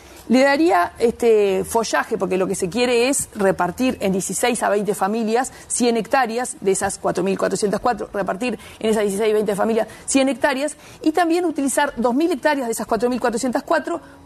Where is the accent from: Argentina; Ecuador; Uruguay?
Uruguay; Montevideo; Los que somos montevideanos de pura cepa, a veces nos cuesta mirar al interior